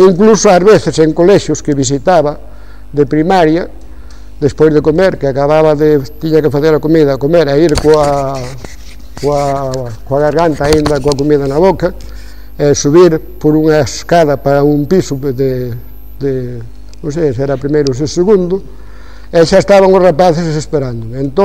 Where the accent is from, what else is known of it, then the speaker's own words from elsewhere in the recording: Vilaseca, Galicia, Spain; Pero primeiro son de Vilaseca. Entendido? Son de Vilaseca.